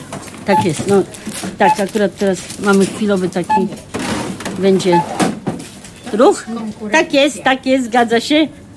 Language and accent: Polish; Warsaw, Masovian Voivodeship, Poland; No, urodziłam się w Warszawie, jestem z Warszawy, tylko że na początku to była Ochota, teraz to są Włochy już, ale no, cały czas jestem tu w okolicach.